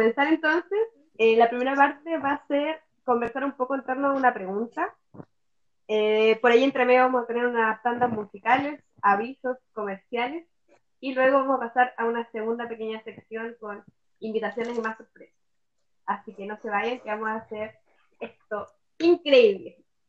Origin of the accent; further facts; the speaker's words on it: Valparaíso, Chile; also born or lived in Punta Arenas; now in Puerto Montt, Chile; Soy nacida en Punta Arenas, buena vida en Valparaíso y ahora aquí en Puerto Montt.